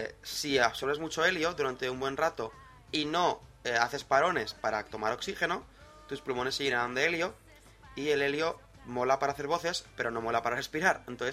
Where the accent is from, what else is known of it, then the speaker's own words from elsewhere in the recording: Zaragoza, Aragon, Spain; los dos somos de Zaragoza